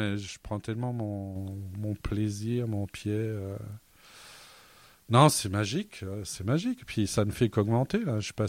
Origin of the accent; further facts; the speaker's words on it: Grand Est, France; Parce que normalement, je suis vosgien. Non, je suis lorrain depuis 800 ans, hein, puisque ma famille a construit un village dans la plaine des Vosges par ma mère